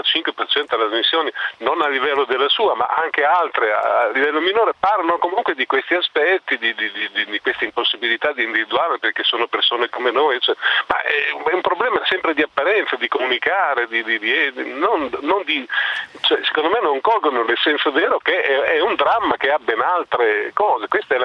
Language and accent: Italian; Bologna, Emilia-Romagna, Italy; io vengo da Bologna